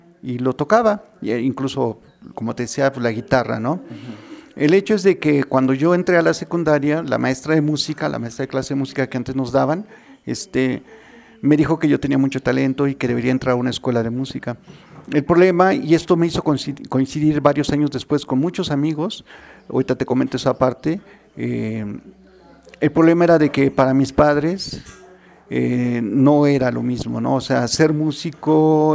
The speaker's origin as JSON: {"language": "Spanish", "region": "Mexico City", "country": "Mexico", "lives_now": "Amecameca, Mexico", "said": "sí, soy originario de la Ciudad de México, pero actualmente vivo acá en Namecameca, Estado de México, aquí cerca de los volcanes, al pie de los volcanes."}